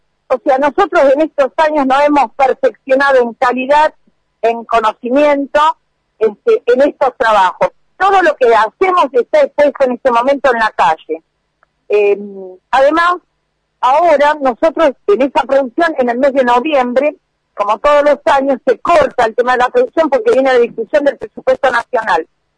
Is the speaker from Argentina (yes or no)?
yes; Mar del Plata, Buenos Aires Province, Argentina; now in La Plata, Argentina; vinimos los que éramos de Mar del Plata, Daniel Barragán y yo